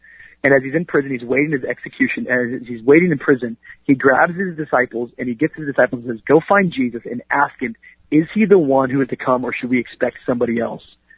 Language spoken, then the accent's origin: English; Miami, Florida, United States; also born or lived in Tacoma; me growing up in Tacoma, me growing up in Miami, that's kind of where all my formative years happened. I, you know, elementary and junior high was in Washington, and then high school and up until now I've been in Miami.